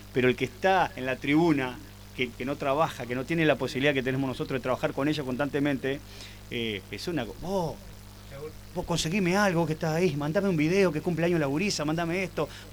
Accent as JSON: {"language": "Spanish", "town": "Guichón", "region": "Paysandú", "country": "Uruguay", "said": "yo soy de Guichón"}